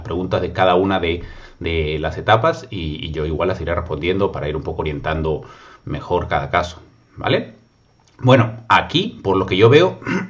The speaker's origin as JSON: {"language": "Spanish", "country": "Peru", "said": "decían en mi país, en Perú, sábado chico."}